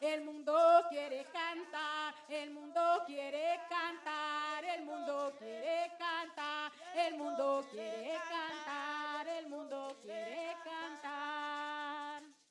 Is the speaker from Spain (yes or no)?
no; Cali, Valle del Cauca, Colombia; Desde el oriente de Cali, nosotros somos las mujeres de la Casa Cultural del Chontaduro.